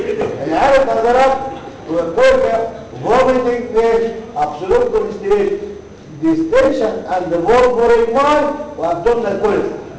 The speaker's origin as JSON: {"language": "Arabic", "country": "Egypt", "said": "ساعة ماتش الجزائر عمل لي عقدة نفسية أنا مصريين إيه؟"}